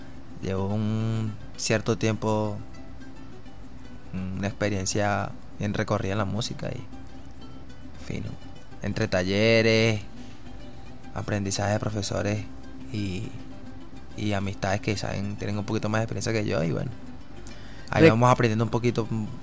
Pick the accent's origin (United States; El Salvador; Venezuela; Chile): Venezuela; Caracas, Capital District; Nacido y criado en Caracas